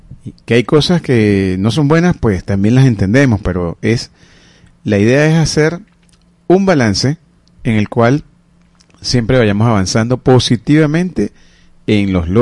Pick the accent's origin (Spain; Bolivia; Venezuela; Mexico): Venezuela; Todos somos de Venezuela y somos un solo pueblo.